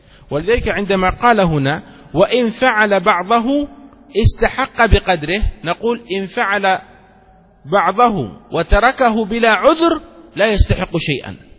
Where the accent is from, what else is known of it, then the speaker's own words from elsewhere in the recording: Egypt; نحن مدينتي وأيضا غالب مصر المصريون هكذا ينطقونها جيم، نقول جمل